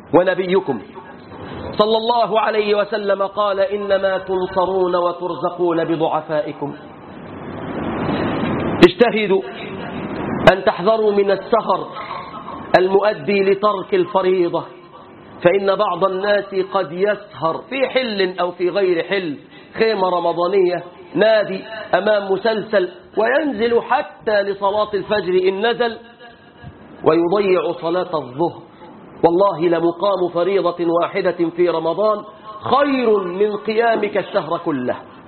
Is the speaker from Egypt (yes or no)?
yes; Egypt; واحفظ بلادنا مصر من كل فتنة وسوء وكرب وهم يا رب العالمين